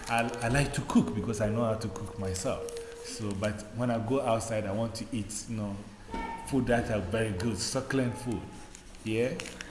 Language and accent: English; Ghana; born there; I was born in Ghana. I was born in Ghana in West Africa